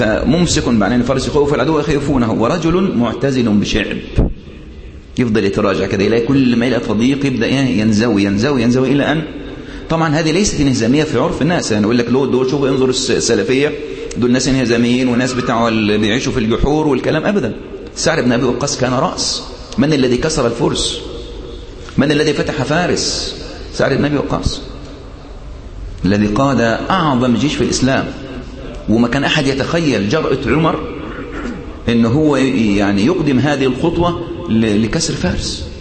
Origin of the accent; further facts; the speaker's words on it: Sohag, Sohag Governorate, Egypt; أذكر في بلدي، يعني أنا من سوهاج، كنت أذهب وعمري تقريبا حوالي 10 سنوات أو 15 سنة